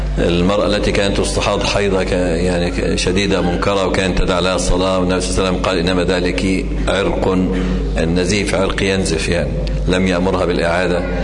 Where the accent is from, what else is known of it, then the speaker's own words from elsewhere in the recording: Egypt; ولكن عندنا في مصر يعني كثير ممن ينتسب إلى العلم